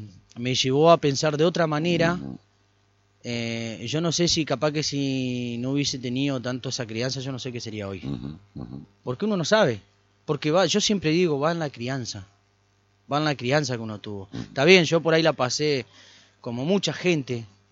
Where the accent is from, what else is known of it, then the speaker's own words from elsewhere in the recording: San José de Feliciano, Entre Ríos, Argentina; Yo soy de San José Feliciano, me crié allá.